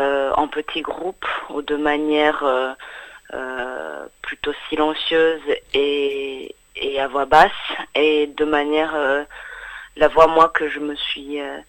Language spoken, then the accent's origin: French; Rwanda; moved away; also born or lived in England; Moi, je suis partie du Rwanda à l'été 94, donc c'était à la fin du génocide des Tutsis en avril 94, qui a commencé en avril 94 jusqu'en juillet 94. Et nous sommes allés en Angleterre